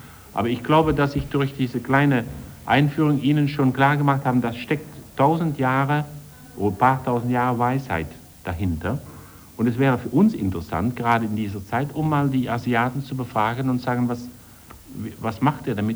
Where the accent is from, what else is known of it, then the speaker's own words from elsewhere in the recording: Netherlands; als Niederländer haben wir